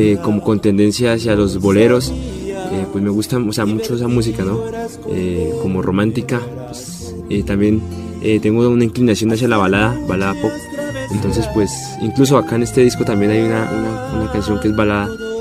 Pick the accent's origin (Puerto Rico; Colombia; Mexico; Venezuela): Colombia; Ubaque, Cundinamarca; Yo soy del municipio de Ubaque, Cundinamarca. Ajá. Del oriente de Cundinamarca.